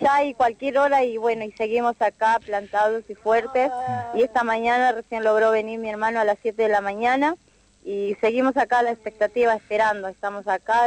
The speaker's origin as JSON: {"language": "Spanish", "town": "La Plata", "region": "Buenos Aires Province", "country": "Argentina", "said": "Sí, nosotros uh-huh. somos de La Plata"}